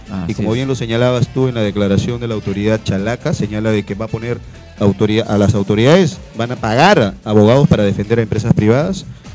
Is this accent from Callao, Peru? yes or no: yes; Ventanilla, Callao, Peru; soy de Ventanilla, tengo más de 35 años viviendo en el distrito, soy abogado de profesión, tengo mi familia, mi esposa, mis hijas que han nacido en el distrito.